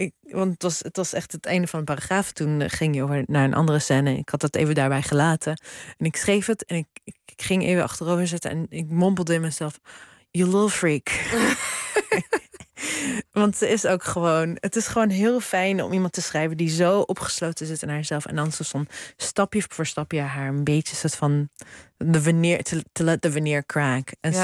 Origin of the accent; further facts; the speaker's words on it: Zwolle, Overijssel, Netherlands; ja, dit was mijn jeugd in Zwolle.